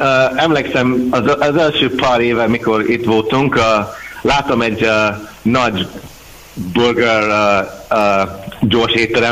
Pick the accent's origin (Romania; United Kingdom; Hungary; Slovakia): United Kingdom; Scotland; Hungarian is a second language; és mikor én mondtam skót, akkor ez egy másik art